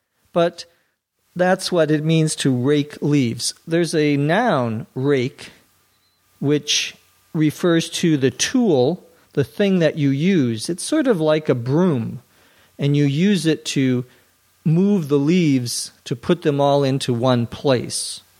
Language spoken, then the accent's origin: English; Minnesota, United States; I grew up in Minnesota where there are lots of squirrels.